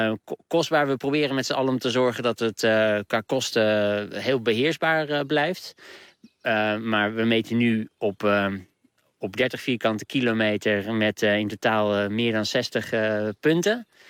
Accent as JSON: {"language": "Dutch", "region": "Randstad", "country": "Netherlands", "said": "ik kom zelf uit de Randstad."}